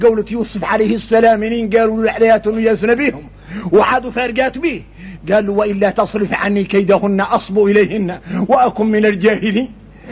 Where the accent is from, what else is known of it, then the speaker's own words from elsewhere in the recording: Mauritania; احنا موريتاني بينا الشدة تجهل الواحد منا